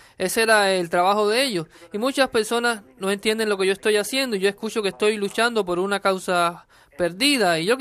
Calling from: Florida, United States; Soy de Florida.

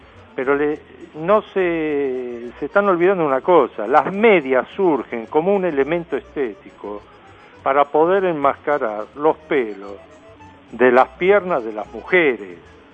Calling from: Floresta, Buenos Aires, Argentina; de Floresta.

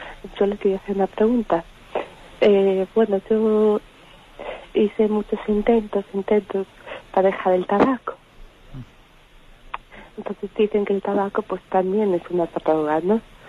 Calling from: A Coruña, Galicia, Spain; de La Coruña.

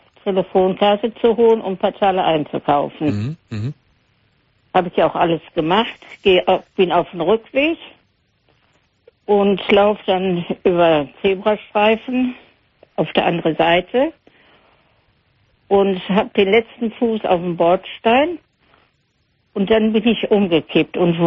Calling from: North Rhine-Westphalia, Germany; Ja, ich komme hier aus Hörde.

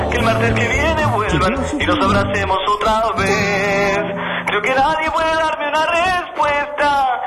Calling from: Buenos Aires, Argentina; de Mataderos. Escucho Gordos con Chorizo y Metro y Medio.

